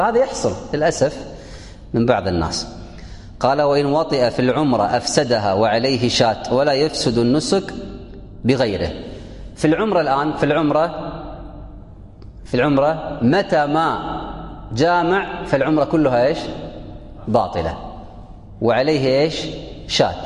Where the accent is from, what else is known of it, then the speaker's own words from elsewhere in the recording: Kuwait; في السابق عندنا في الكويت يلبسون أخضر بس هذه انقرضت الآن